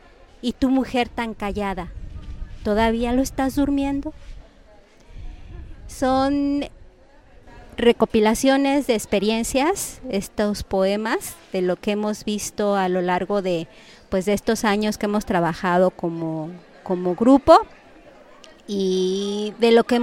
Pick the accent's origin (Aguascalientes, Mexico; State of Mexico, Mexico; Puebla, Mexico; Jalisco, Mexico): State of Mexico, Mexico; Ecatepec de Morelos; now in Nezahualcóyotl, Mexico; yo viví la mayor parte de mi niñez en Ecatepec de Morelos, que también es un municipio muy difícil y muy con muchas problemáticas.